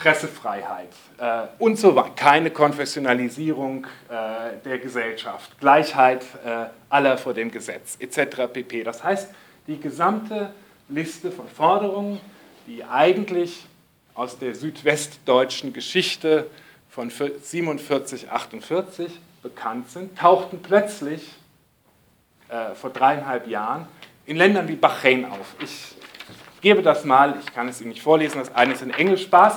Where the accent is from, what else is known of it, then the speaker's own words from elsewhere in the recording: Frankfurt, Hesse, Germany; denn das war für uns ja Besatzung als Frankfurter